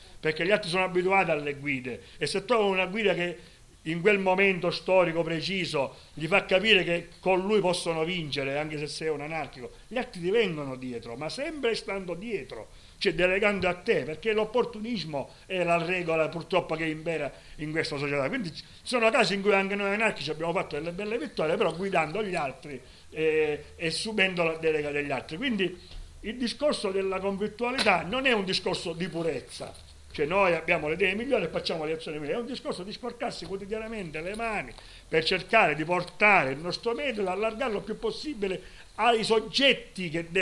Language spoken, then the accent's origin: Italian; Sicily, Italy; perché noi siamo siciliani e l'anarchia noi la faremo in Sicilia